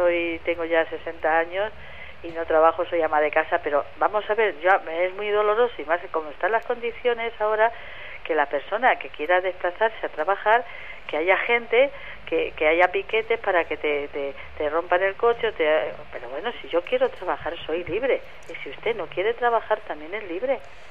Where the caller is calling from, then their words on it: Madrid, Community of Madrid, Spain; Desde Madrid, de Garganta del Rey.